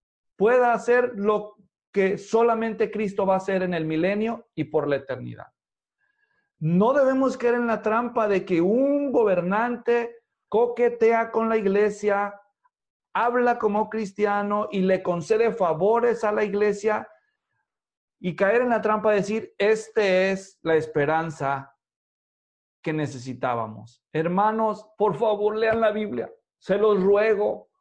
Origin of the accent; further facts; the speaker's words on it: Mexico; el país, mi país de origen, México, tuvo elecciones.